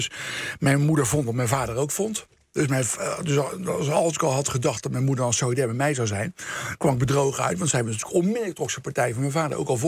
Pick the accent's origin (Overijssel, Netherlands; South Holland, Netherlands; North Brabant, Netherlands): South Holland, Netherlands; The Hague; lag natuurlijk Scheveningen, Den Haag, waar ik vandaan kom.